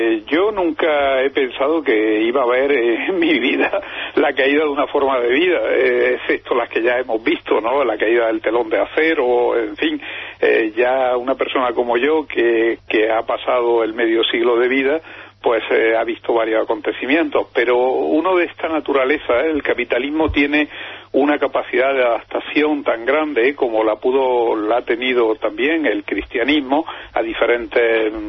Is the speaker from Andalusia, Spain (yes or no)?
yes; Andalusia, Spain; en el Mediterráneo, y yo soy andaluz en particular